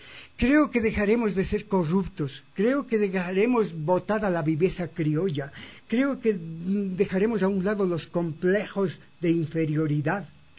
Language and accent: Spanish; Ecuador; importante para todos nosotros como sociedad ecuatoriana